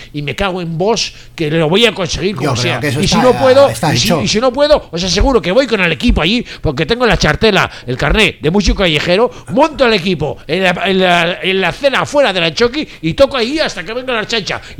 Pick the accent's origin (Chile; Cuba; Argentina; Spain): Spain; Bilbao, Basque Country; como yo ya soy de Recalde y soy bilbaíno, porque la vaca no es donde nace, es donde pace. Y yo llevo ya 13 años en Bilbao